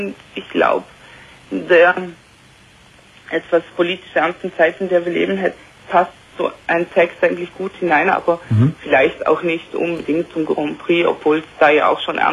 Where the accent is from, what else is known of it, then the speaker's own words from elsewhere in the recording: Vorarlberg, Austria; Also ich komme ja aus Österreich, aus Vorarlberg, also ganz im Westen von Österreich, nicht aus Deutschland.